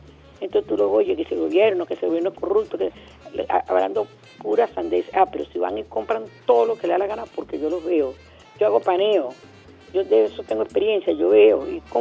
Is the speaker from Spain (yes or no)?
no; Venezuela; Allí es uno como venezolano